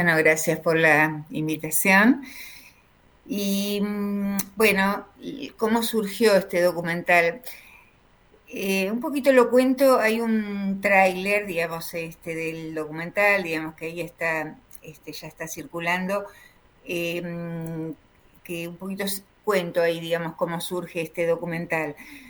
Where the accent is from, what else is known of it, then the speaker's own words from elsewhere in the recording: Ingeniero White, Buenos Aires Province, Argentina; mi pueblo de origen. Mi pueblo de origen es Ingeniero Guay, el puerto de Bahía Blanca.